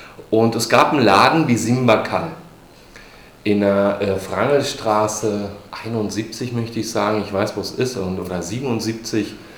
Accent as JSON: {"language": "German", "region": "Berlin", "country": "Germany", "tie": "born or raised there", "said": "Eigentlich ist Kreuzberg meine Heimat. Ich könnte gar nicht sagen, dass Berlin meine Heimat ist."}